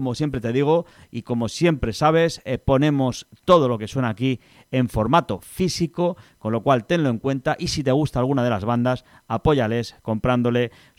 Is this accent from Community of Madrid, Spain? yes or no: yes; Madrid, Community of Madrid, Spain; los que somos de aquí de Madrid de toda la vida, siempre le hemos puesto esa denominación, el foro